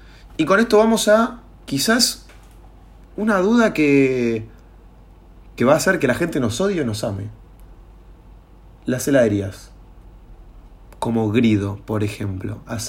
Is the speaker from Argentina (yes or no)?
yes; Mar del Plata, Buenos Aires Province, Argentina; born there; soy nacido en Mar del Plata, marplatense, se diría